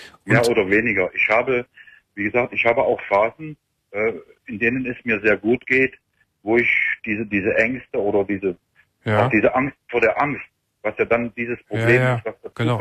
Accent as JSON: {"language": "German", "country": "Germany", "moved": "yes", "said": "Ich bin 1982 aus der DDR rübergekommen."}